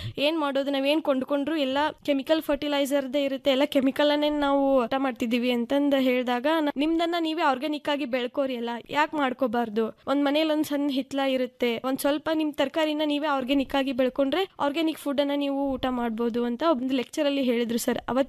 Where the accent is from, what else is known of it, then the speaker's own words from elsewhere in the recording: Hipparagi, Karnataka, India; ನಾನು ಹುಟ್ಟಿ ಬೆಳೆದಿದ್ದು ಹಿಪ್ಪರಿಗೆ ಎಂಬ ಪುಟ್ಟ ಗ್ರಾಮ, ಜಮಖಂಡಿ ತಾಲೂಕು, ಬಾಗಲಕೋಟೆ ಜಿಲ್ಲೆಯಲ್ಲಿದೆ ಸರ್. ಗ್ರಾಮ ಕೃಷ್ಣಾ ನದಿ ದಂಡೆಯಲ್ಲಿದೆ.